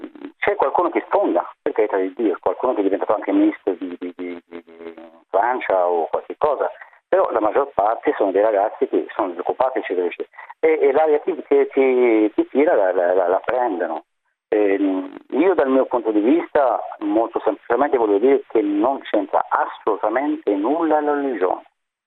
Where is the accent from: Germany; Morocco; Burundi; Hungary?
Morocco; Casablanca, Casablanca-Settat; Italian is a second language; now in Italy; Sono marocchino, di Casablanca